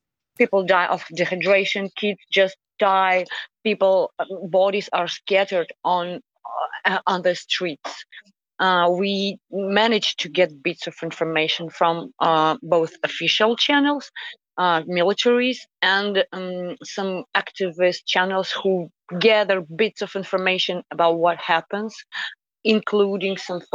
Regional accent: Donetsk, Donetsk Oblast, Ukraine; moved away as an adult; I'm originally from Donetsk, and 8 years ago, at the beginning of this war, I had to flee and lose my home once.

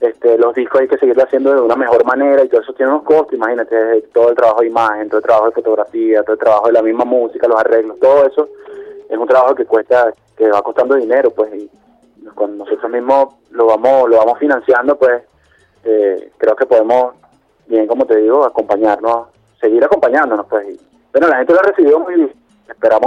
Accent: Venezuela; sentirnos fuertes en nuestra identidad y en lo que somos como venezolanos

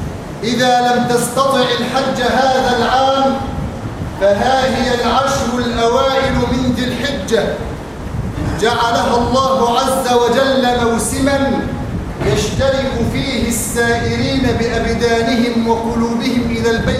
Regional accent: Egypt; اللهم اجعل بلادنا مصر آمنة مطمئنة سخاء رخاء

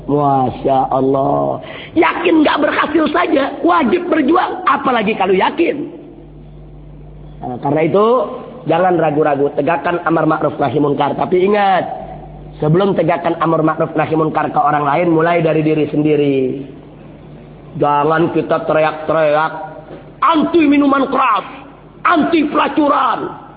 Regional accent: Java, Indonesia; kami dari Jawa, dari Indonesia datang untuk mengutip mayat orang Kedah

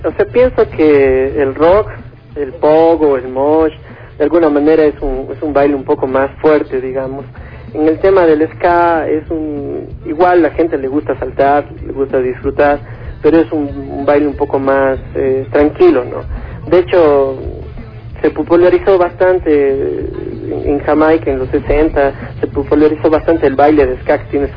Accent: Cuenca, Azuay, Ecuador; somos cuencanos, ¿no?, y queremos relacionarnos con lo que es cuencano.

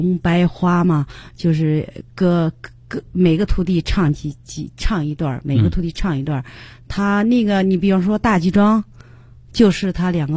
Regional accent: Henan, China; 我作为河南人

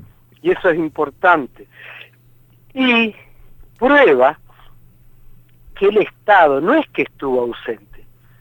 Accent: Santa Fe, Argentina; No entendíamos al principio, como cualquier santafesino.

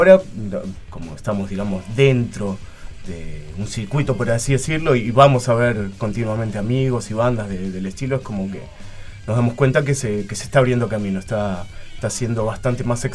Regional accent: Berazategui, Buenos Aires Province, Argentina; Él es de Monte Grande y yo soy de Brazate.

